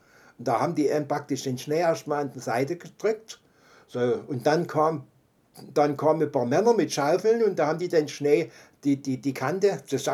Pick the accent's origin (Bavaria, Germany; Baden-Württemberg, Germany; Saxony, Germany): Saxony, Germany; Dresden; Ich bin ja nur ein Junge der inneren Neustadt. Ich bin auf der Großmeißner Straße groß geworden, bis zum Ausbomben.